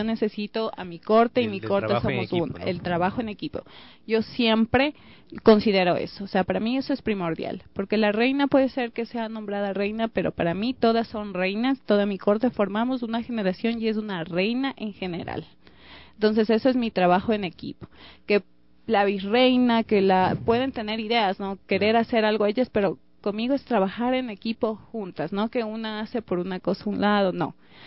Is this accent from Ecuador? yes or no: yes; Quito, Pichincha, Ecuador; disfrutar de la calidez que somos como ecuatorianos. Claro. Y aparte de eso, pues disfrutar de la belleza que tiene nuestro Quito.